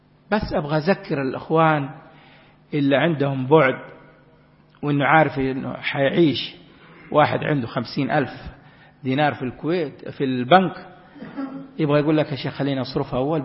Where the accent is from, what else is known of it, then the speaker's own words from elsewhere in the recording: Makkah Province, Saudi Arabia; اللي يوصي عندنا في جدة ومكة كبار السن